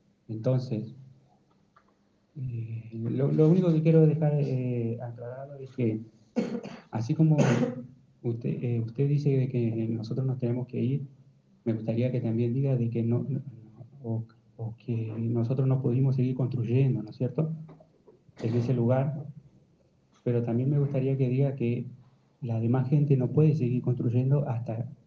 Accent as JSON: {"language": "Spanish", "town": "Bariloche", "region": "Río Negro", "country": "Argentina", "tie": "born there", "said": "soy integrante de la Locho Benuleo. Vivo acá en Bariloche, nací en Bariloche"}